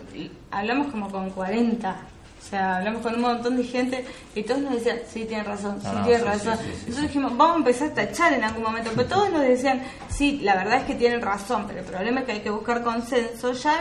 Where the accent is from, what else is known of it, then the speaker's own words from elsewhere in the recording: Buenos Aires, Argentina; born there; con lo cual nací en Capital Federal